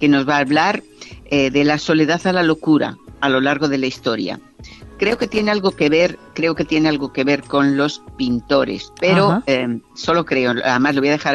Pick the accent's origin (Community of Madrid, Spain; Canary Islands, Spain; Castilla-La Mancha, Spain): Community of Madrid, Spain; Madrid; yo soy una fanática de mi pueblo, de Madrid.